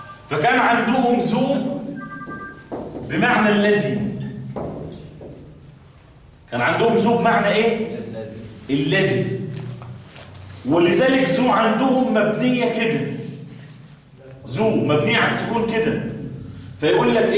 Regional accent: Kafr El Sheikh Governorate, Egypt; احنا عندنا في كفر الشيخ اقول لكم افشكوا سر عندنا

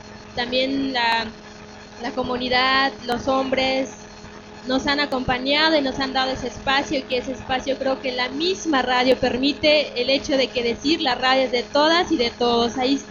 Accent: Oaxaca, Mexico; yo soy de Oaxaca, México, de la radio comunitaria Mije Jambó.

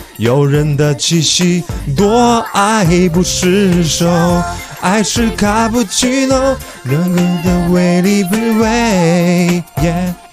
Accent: Shenyang, Liaoning, China; 因为我从小没在北京长大

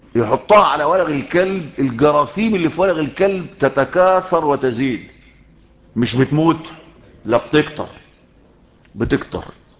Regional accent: Shubra, Cairo Governorate, Egypt; مين، يقول لك القاهري، او يقال الشبراوي، لان انا من مواليد شبرا ومتربي في شبرا

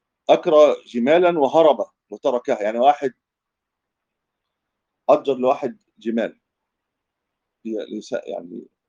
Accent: Egypt; دي مش منطقه بطر زي عندنا في مصر، احنا ما بنرويش بالبطر

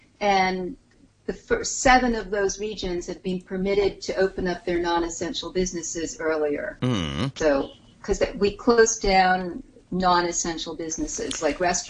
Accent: New York, United States; and, you know, as a New Yorker, I would be afraid to travel on a plane at this point.

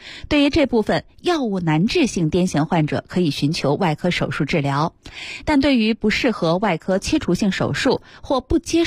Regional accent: Northeast China, China; 因为我也是东北人

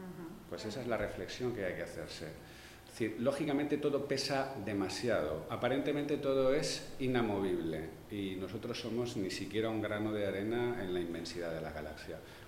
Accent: Llíria, Valencian Community, Spain; yo soy de Llíria y entonces no puedo evitarlo

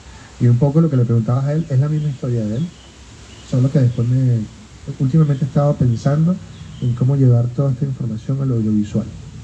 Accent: Venezuela; now in Chile; siendo migrante venezolano y habiendo tanta cultura en Chile

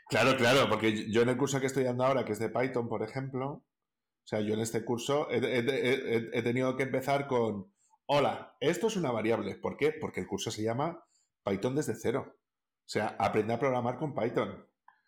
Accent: Castile and León, Spain; en el caso de Castilla y León, por ejemplo, que es de donde yo soy

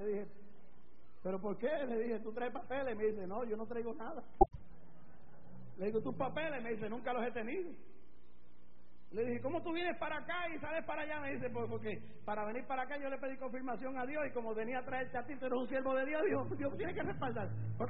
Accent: Puerto Rico; yo soy americano, ciudadano americano porque yo soy puertorriqueño, Puerto Rico pertenece a Estados Unidos, pero yo soy latino como mexicano, como el dominicano, como el cubano, como el peruano, soy latino, esta sangre es latina

